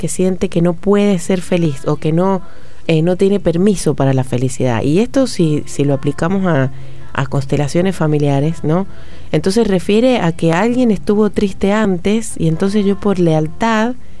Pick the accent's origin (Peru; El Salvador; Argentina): Argentina; San Juan; Somos sanjuaninos, nos está costando, pero la gente se va abriendo a los talleres.